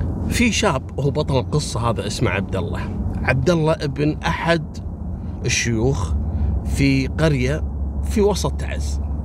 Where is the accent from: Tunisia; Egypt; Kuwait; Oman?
Kuwait; عندنا في الكويت